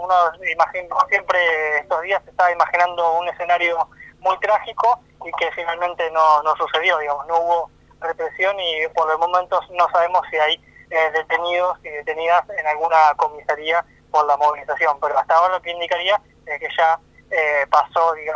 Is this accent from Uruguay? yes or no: no; Patagonia, Argentina; será que somos de la Patagonia, será que somos comunitarios